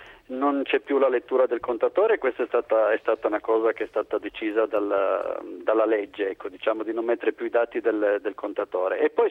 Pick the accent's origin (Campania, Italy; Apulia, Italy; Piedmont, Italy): Piedmont, Italy; Turin; io sono di Torino